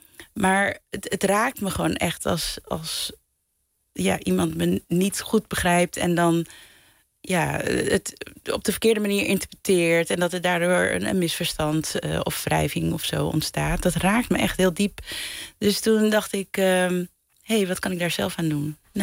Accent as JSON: {"language": "Dutch", "country": "Netherlands", "tie": "born or raised there", "said": "ik ben in Nederland opgegroeid, dus ik sta met één been in het Caribisch gebied en met één been in Nederland."}